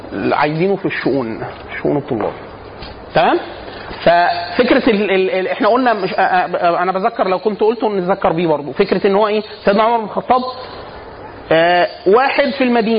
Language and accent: Arabic; Upper Egypt, Egypt; now in Cairo, Egypt; انا عشان اصلا من الصعيد مثلا